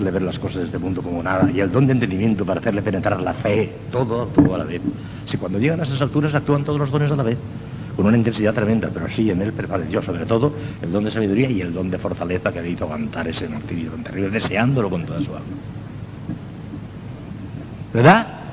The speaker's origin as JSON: {"language": "Spanish", "region": "Valencian Community", "country": "Spain", "tie": "born there", "said": "En Peñíscola, que es un pueblecito de la provincia de Castellón, muy cerca de donde yo nací"}